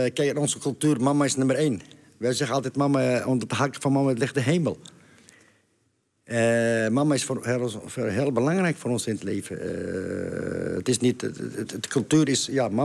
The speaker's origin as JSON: {"language": "Dutch", "country": "Netherlands", "said": "Maar EK, ben ik gewoon een Nederlander."}